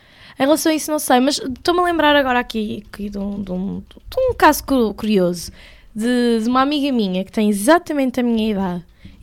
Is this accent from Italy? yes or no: no; Leiria, Centro, Portugal; now in Lisbon, Portugal; Eu vivo em Lisboa há 3 anos, mas eu não sou daqui, sou de Leiria.